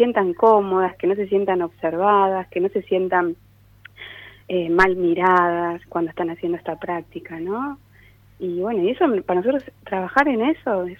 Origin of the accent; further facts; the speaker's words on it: Entre Ríos, Argentina; yo trabajo en un hospital en Entre Ríos. Nosotros uh-huh. venimos de Entre Ríos.